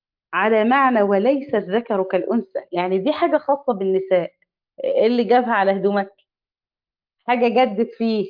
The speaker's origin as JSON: {"language": "Arabic", "country": "Egypt", "said": "يعني إحنا عندنا في مصر قول لي مالك، في إيه؟"}